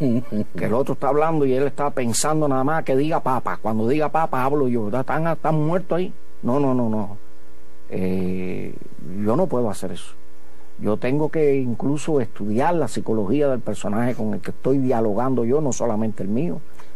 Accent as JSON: {"language": "Spanish", "region": "Santiago de Cuba", "country": "Cuba", "said": "Yo vine de Santiago de Cuba con un maletín que traía 2 pantalones, 3 camisas y 28 pesos en el bolsillo."}